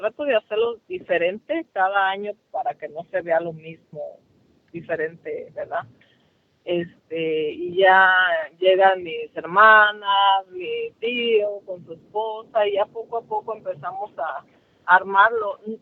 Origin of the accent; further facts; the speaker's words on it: Michoacán, Mexico; Soy originaria de Michoacán y con este año llevan 3 años que ponemos el altar.